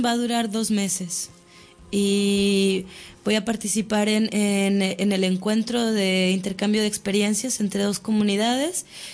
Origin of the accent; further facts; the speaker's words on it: Mexico; now in Barcelona, Spain; soy mexicana, estudié Antropología Social en la Universidad Veracruzana y ahora estoy cursando un máster en Estudios Ambientales en la Universidad Autónoma de Barcelona.